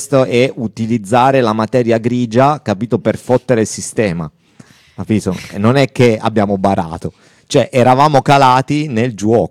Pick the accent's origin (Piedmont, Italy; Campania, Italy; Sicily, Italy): Piedmont, Italy; Turin; Cioè io ad esempio sono torinese